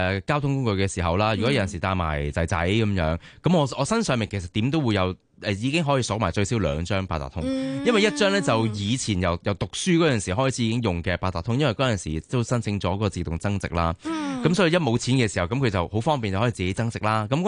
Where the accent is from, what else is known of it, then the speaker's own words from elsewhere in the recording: Hong Kong; 作为一位本地人啦，我香港人啦，